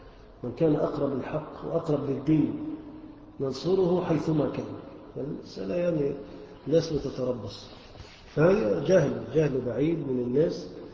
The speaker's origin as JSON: {"language": "Arabic", "country": "Egypt", "said": "احنا كلنا مصريين وكلنا مسلمين،"}